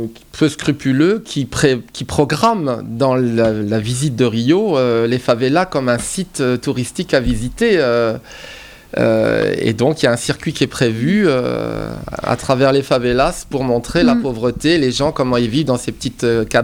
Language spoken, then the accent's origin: French; France; nous, on a un regard d'occidentaux, on se place à travers, puisqu'on est français